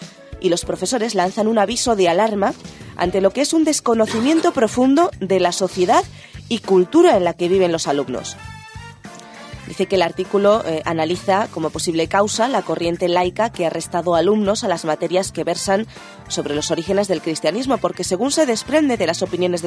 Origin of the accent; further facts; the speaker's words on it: Spain; Nuestra cultura como españoles, por ejemplo, en este país, pues está muy ligada a lo que es el cristianismo.